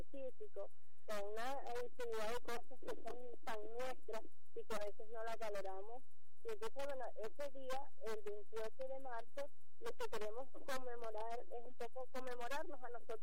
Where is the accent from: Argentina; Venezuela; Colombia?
Venezuela; sitios de mi tierra, ¿no? Suelo de mi tierra, o sea, lo que somos, lo que es este suelo, lo que es esta tierra venezolana.